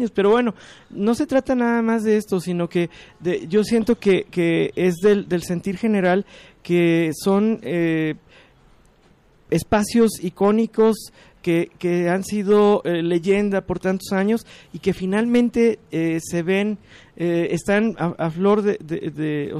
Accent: Guadalajara, Jalisco, Mexico; y también para nosotros como tapatíos, pues para poder apreciar, ¿no?

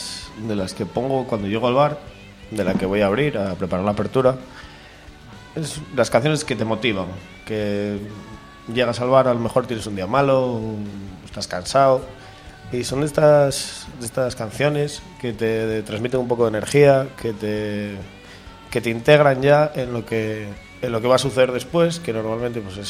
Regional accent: Tineo, Asturias, Spain; No, soy de Tineo.

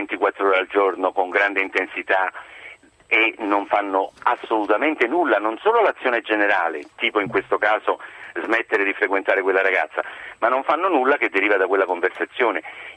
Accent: Campania, Italy; come napoletani siamo leggermente più bravi, c'è una cultura più millenaria su questo.

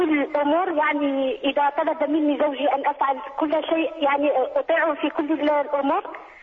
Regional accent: Algeria; ونحن كل الجزائريون نشكرك بصفتك كجزائري

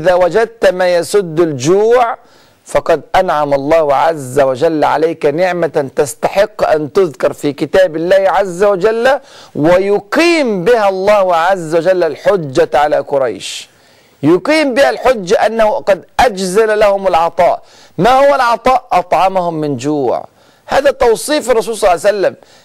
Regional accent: Egypt; وإحنا حتى عندنا في مصر بنقول المثل: محدش بينام من غير عشاء.

